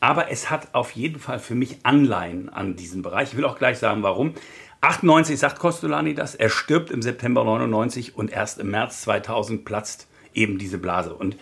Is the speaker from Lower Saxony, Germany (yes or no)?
no; Bremen, Germany; born there; also born or lived in Hamburg; Moin Moin ist auch meine Begrüßung, denn ich bin gebürtiger Bremer, habe lange in Hamburg gewohnt. Also das Norddeutsche ist auch das, was in meinem Blute liegt